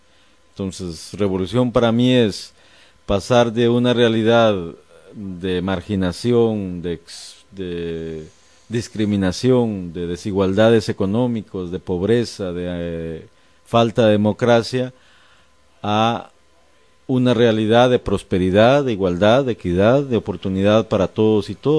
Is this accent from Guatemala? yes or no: yes; Guatemala; yo soy como muchos guatemaltecos y guatemaltecas